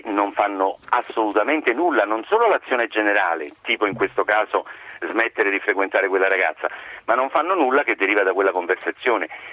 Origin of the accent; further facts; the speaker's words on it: Naples, Campania, Italy; come napoletani siamo leggermente più bravi, c'è una cultura più millenaria su questo